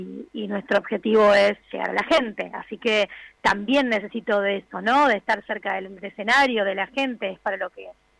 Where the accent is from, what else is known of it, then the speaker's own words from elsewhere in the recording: San Miguel del Monte, Buenos Aires Province, Argentina; Yo soy de San Miguel del Monte